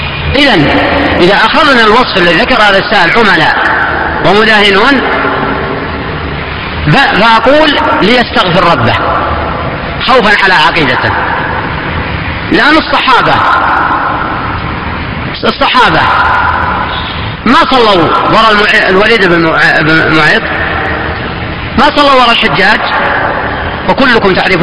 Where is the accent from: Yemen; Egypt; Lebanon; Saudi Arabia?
Saudi Arabia; Najd; كان عندنا في نجد ما يكون له مقالة في قضاء ولا امامة مسجد